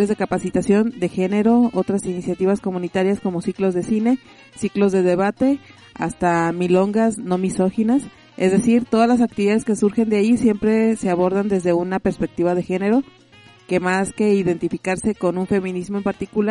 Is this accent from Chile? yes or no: yes; Chile; haciendo alusión sobre todo lo que soy chilena